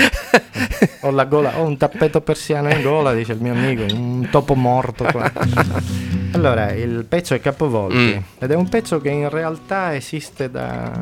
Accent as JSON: {"language": "Italian", "region": "Sicily", "country": "Italy", "said": "la terra un po' forse c'entra, essendo siciliani entrambi"}